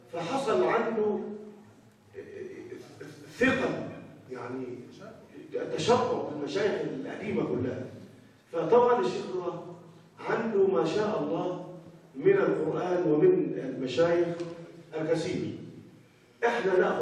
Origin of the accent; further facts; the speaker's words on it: Egypt; احنا كمصريين ما سمعناهمش